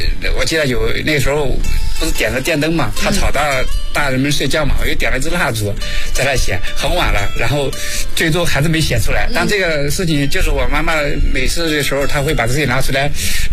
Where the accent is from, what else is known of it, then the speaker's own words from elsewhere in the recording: Henan, China; 小的时候家里在大山里嘛，因为我老家是河南的嘛、